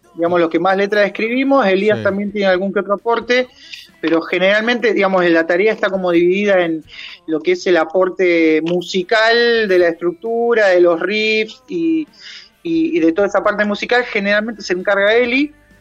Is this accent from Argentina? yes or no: yes; La Plata, Buenos Aires Province, Argentina; Somos 3 platenses que calculo que nos vamos a morir acá también, así que sí.